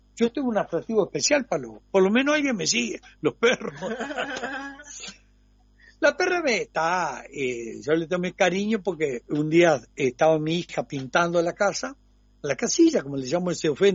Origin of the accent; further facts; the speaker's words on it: Durazno, Uruguay; Sí, he nacido porque en Durano, el que no es milico, no existe. Y mi padre era coronel de caballería. Y entonces, como estaba caballería allá, nací allá.